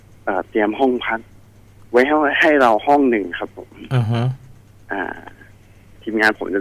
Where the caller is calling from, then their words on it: Nakhon Sawan, Thailand; โทรมาจากนครสวรรค์ครับ